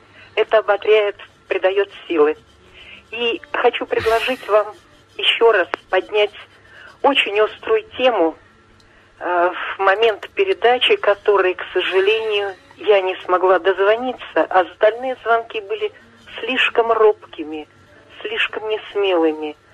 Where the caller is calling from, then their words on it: Yaroslavl, Yaroslavl Oblast, Russia; Ярославль.